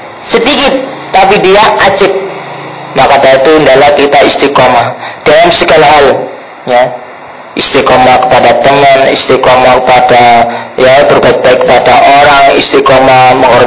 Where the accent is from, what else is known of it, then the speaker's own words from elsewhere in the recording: Surabaya, East Java, Indonesia; Ya, kalau saya aslinya Surabaya, kalau di Surabaya itu ada namanya Kampung Bali, itu khusus.